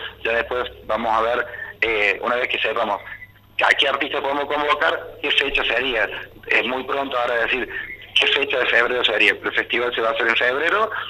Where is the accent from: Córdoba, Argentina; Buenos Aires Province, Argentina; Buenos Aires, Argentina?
Córdoba, Argentina; Villa Allende; Los que somos de Villa Allende sabemos que Villa Allende tiene vida propia.